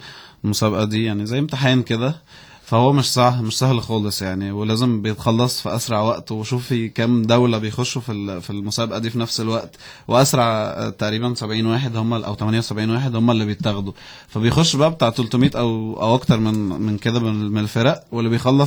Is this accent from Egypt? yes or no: yes; Egypt; احنا بجد مصريين مش إلا